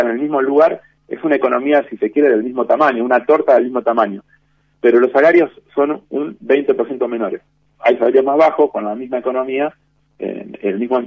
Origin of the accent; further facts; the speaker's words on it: Argentina; el Estado somos, nosotros somos la sociedad argentina